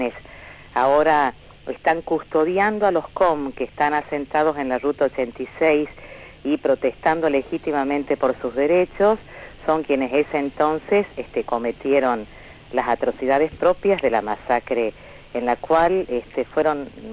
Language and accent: Spanish; Tucumán, Argentina; now in Formosa, Argentina; yo soy tucumana en realidad, estoy en Formosa desde hace 20 años